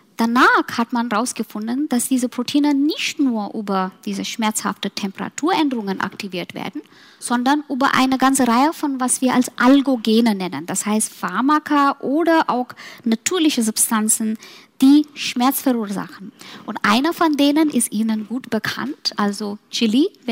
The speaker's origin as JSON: {"language": "German", "town": "Mumbai", "region": "Maharashtra", "country": "India", "tie": "born or raised there", "said": "nach meiner Heimat gehen, Mumbai"}